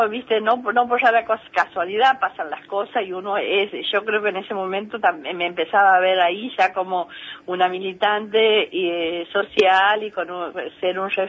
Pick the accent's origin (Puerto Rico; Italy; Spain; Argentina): Argentina; Santiago del Estero; also born or lived in Buenos Aires; Yo soy santiagueña, nací en Santiago, estudié en Capital y muchas veces, viste, soy hija de un padre ferroviario radical y una mamá que era analfabeta y vivía en el campo.